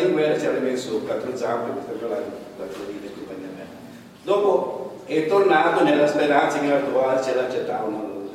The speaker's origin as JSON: {"language": "Italian", "region": "Sicily", "country": "Italy", "said": "E io mi trovo appena in parte coinvolto in questo discorso qua, anche se sono siciliano."}